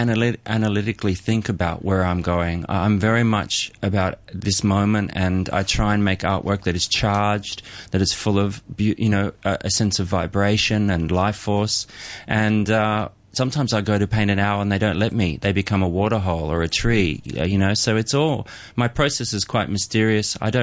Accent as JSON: {"language": "English", "country": "Australia", "tie": "born or raised there", "said": "returned to Australia after many years abroad, I just went straight back to the essence of what is my hometown"}